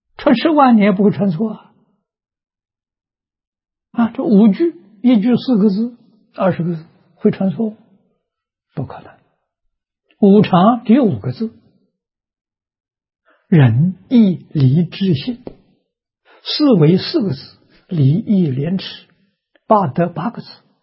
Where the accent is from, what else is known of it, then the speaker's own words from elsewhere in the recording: Anhui, China; 我这个年龄，小时候在农村，啊，农村私塾，我们那个乡下了很特殊，是桐城派的根据地。